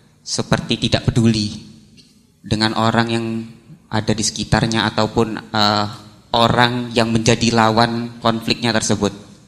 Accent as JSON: {"language": "Indonesian", "town": "Palembang", "region": "South Sumatra", "country": "Indonesia", "said": "asal dari Palembang, sekarang kuliah di UIN Sunan Kalijaga."}